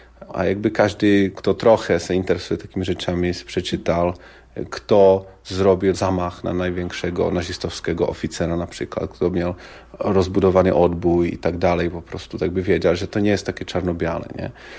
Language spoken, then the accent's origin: Polish; Prague, Czechia; Polish is a second language; moved away as an adult; now in Poland; byłem pierwszy Czech z Pragi na Erasmusie w Polsce.